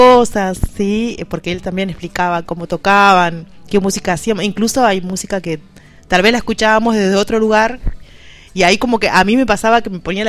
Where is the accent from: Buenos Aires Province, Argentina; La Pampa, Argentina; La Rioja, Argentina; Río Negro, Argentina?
Río Negro, Argentina; Cipolletti; Bueno, yo vengo de Cipolletti.